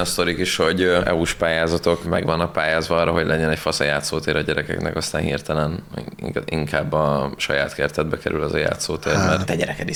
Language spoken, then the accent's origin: Hungarian; Borsod-Abaúj-Zemplén, Hungary; Mádon, konkrétan a felett a település felett van, ahol én felnőttem